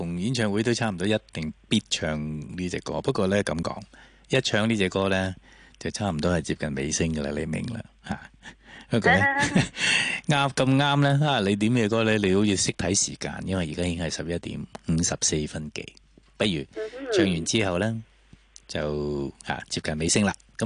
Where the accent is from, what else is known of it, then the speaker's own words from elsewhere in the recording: Hong Kong; 始终都系中国人，尤其是我哋广东人添啦，香港人添啦